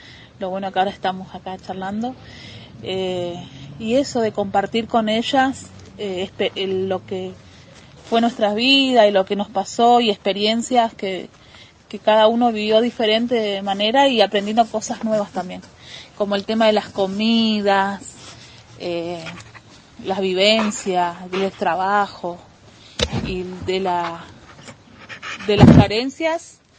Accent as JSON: {"language": "Spanish", "town": "Cipolletti", "region": "Río Negro", "country": "Argentina", "lives_now": "El Bolsón, Argentina", "said": "tengo 36 años y bueno, vengo de Cipolletti ya hace 2 años, y desde el primer año que estuve acá en el Bolsón"}